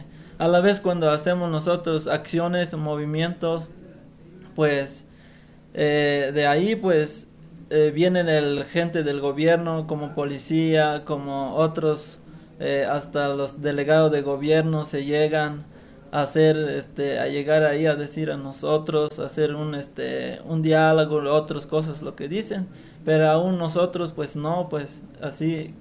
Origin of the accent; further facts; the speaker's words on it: Chiapas, Mexico; first language Tzeltal; Spanish is a second language; estamos de nuestro dialecto, es de Tzeltal, pero ahí estamos resistiendo